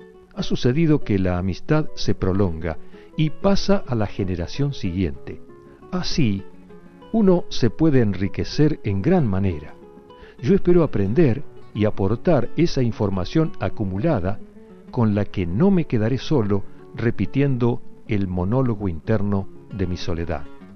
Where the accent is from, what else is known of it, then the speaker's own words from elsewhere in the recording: Olavarría, Buenos Aires Province, Argentina; forman una barra en mi ciudad de origen, Olavarría.